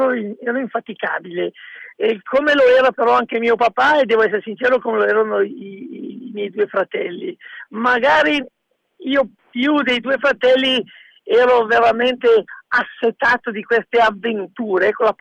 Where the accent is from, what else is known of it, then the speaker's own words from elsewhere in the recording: Bergamo, Lombardy, Italy; born there; io sono nato a Bergamo nel 1967, il 27 ottobre, quindi ho anche da poco compiuto gli anni.